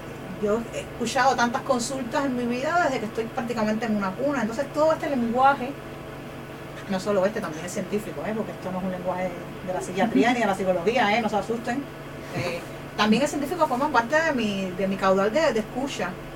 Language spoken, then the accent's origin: Spanish; Cuba; es bastante común en mi país, se lee mucho pirateado, porque a veces, no sé, es que pues los libros viajan, sobre todo en Cuba